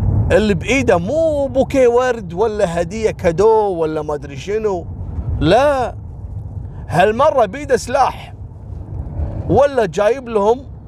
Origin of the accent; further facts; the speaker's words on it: Kuwait; وسالفة اللي عندنا في الكويت اللي البنت رفضته وقام ذبحها بيوم زواجها.